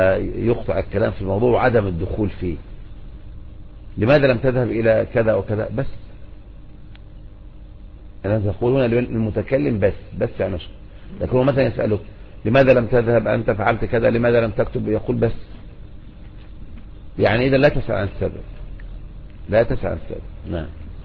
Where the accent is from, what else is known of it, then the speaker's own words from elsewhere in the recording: Egypt; لكن عندنا في مصر نقول بس يعني عن الكلام